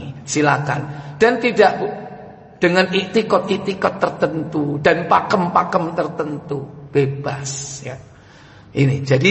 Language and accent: Indonesian; Java, Indonesia; Misalnya ada tradisi kita orang Jawa itu suka nganter-nganter makanan menjelang Ramadan.